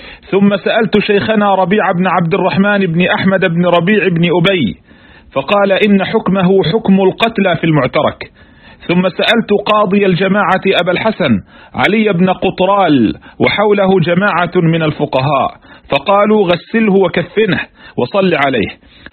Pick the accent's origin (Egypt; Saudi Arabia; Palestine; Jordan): Palestine; والمعمول به في بلادنا فلسطين